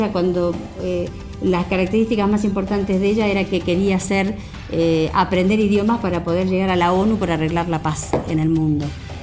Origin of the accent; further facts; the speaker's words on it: Argentina; now in Spain; yo como mujer, como argentina, para mí es un orgullo traer Archidona